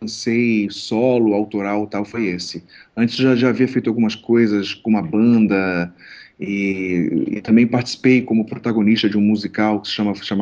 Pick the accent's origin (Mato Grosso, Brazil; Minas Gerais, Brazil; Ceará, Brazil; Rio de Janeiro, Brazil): Rio de Janeiro, Brazil; also born or lived in São Paulo; eu sou do Rio de Janeiro, mas eu morei muito tempo em São Paulo